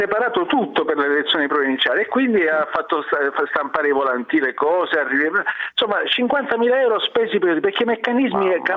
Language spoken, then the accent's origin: Italian; Palermo, Sicily, Italy; Ma anche a Palermo, guarda, nella mia infanzia, nella mia gioventù, l'acqua arrivava poche volte, non arrivava sempre.